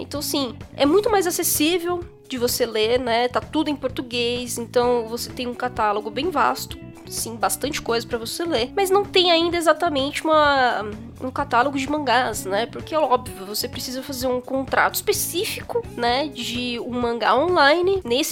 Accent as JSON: {"language": "Portuguese", "country": "Brazil", "said": "nós que somos brasileiros, acabamos sofrendo um pouco mais, porque, né, ninguém liga muito pra América Latina."}